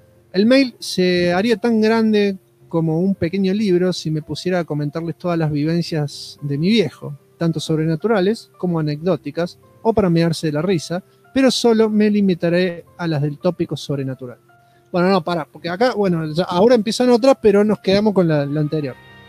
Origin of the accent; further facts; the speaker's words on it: Salta, Argentina; Ante todo aclaro que soy de Salta.